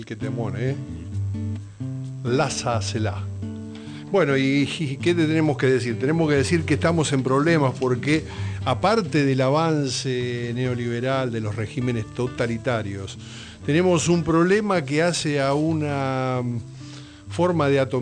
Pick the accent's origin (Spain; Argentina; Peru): Argentina; en el colectivo de todos nosotros como argentinos, como ciudadanos